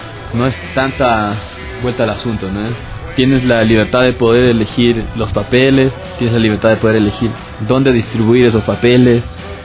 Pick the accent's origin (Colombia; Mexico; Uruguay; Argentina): Mexico; Yo soy de México, por ejemplo